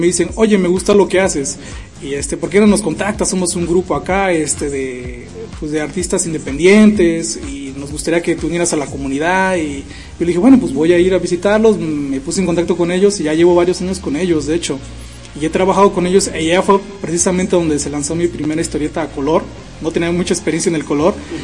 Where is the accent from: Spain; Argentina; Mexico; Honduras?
Mexico; Veracruz; ojalá y sea este año también tocar algo de aquí en mi país y decir pues también estoy en Veracruz, estoy en México y algo local